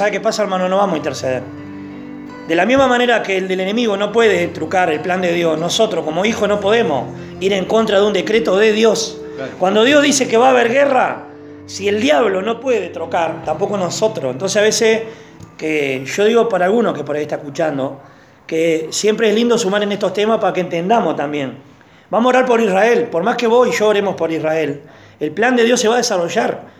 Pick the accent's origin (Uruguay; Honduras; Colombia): Uruguay; No soy judío, soy uruguayo, ¿no? Evangélico uruguayo